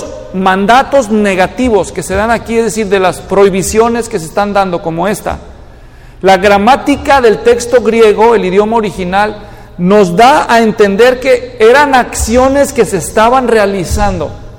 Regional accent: Mexico; porque yo nací y crecí en México.

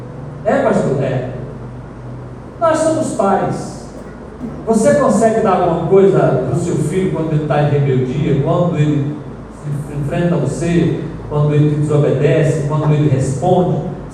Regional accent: Northeast Region, Brazil; Fala mandacaru porque nós somos nordestinos, mandacaru é nosso.

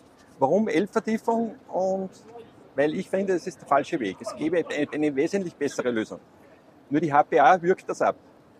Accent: Austria; weil ich komme ja aus Österreich

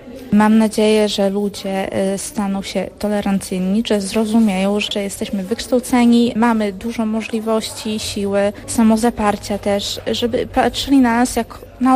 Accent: Hajnówka, Podlaskie Voivodeship, Poland; jestem z Hajnówki.

